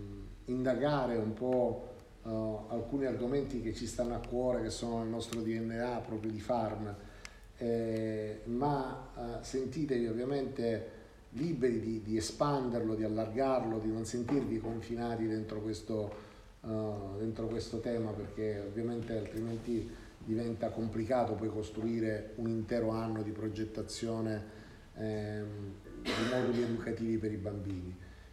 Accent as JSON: {"language": "Italian", "region": "Sicily", "country": "Italy", "said": "io non avevo mai sentito parlare di lui, pur essendo siciliano"}